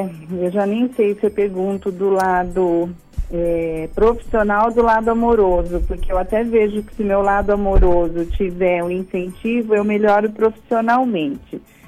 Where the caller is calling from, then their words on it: Campinas, São Paulo, Brazil; Eu falo de Campinas.